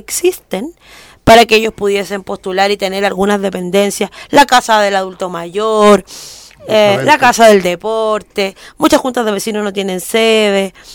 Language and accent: Spanish; Santiago, Santiago Metropolitan, Chile; Yo vengo de aquí de La Legua, un sector nada de acomodado, sin ningún tipo de mayor accesibilidad.